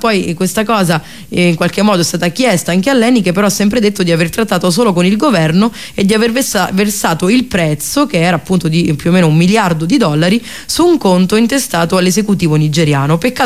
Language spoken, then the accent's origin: Italian; Basilicata, Italy; perché vengo dalla Basilicata, dalla Val d'Agri.